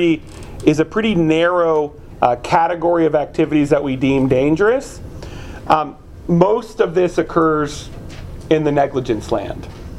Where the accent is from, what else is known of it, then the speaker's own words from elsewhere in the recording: California, United States; I grew up in the Bay Area